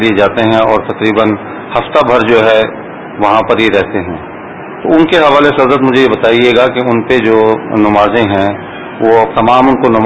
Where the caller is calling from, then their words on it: Ibrahim Hyderi, Sindh, Pakistan; question میرا یہ ہے کہ میرا علاقہ ہے ابراہیم حیدری، اس میں جو لانچیں ہیں یہاں پر اور اکثر جو یہاں کے جو لوگ ہیں ان کا روزگار ہے ماہی گیری